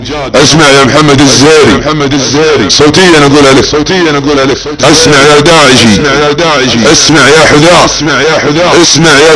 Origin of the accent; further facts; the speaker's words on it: Saudi Arabia; يا اخي انا سعودي لي كرامه